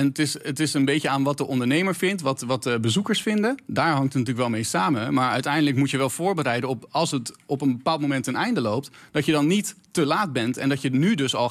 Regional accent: Harderwijk, Gelderland, Netherlands; Overal waar ik kom, als mensen vragen waar kom je vandaan en je zegt Harderwijk, is de eerste reactie

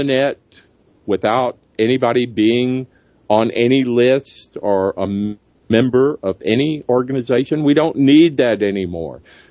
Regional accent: Alabama, United States; And even in my home state in Alabama, all the three biggest newspapers were all owned by Sam Newhouse

